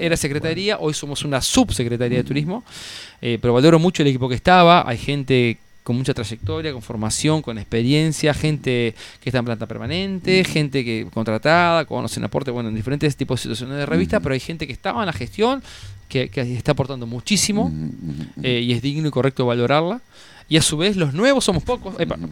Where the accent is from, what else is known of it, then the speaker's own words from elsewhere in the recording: Concordia, Entre Ríos, Argentina; O sea, yo soy de Concordia, nosotros somos de Concordia